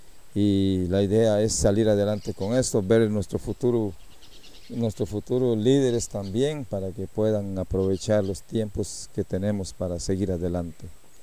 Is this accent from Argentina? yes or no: no; Costa Rica; nosotros somos costarricenses y tenemos que tener el mismo trato de cualquier otro costarricense. Aquí vivimos adentro, en el territorio